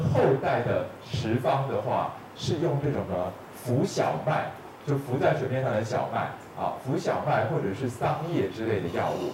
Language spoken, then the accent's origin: Chinese; China; 我们中国人说右半身比较是气分，左半身比较是血分